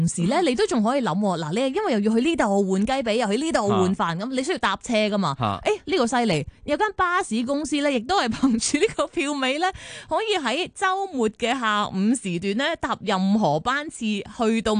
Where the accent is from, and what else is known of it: Hong Kong